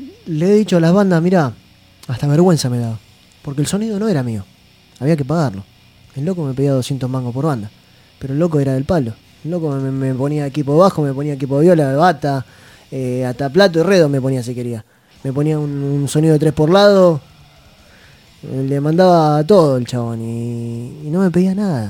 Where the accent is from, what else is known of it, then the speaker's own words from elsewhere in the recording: La Plata, Buenos Aires Province, Argentina; de La Plata.